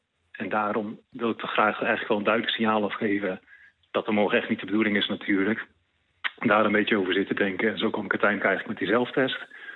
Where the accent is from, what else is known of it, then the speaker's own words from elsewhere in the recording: Tiel, Gelderland, Netherlands; Ik kom zelf uit Tiel, dus op zich nog een stukje bij Den Bosch vandaan. Half uurtje rijden ongeveer.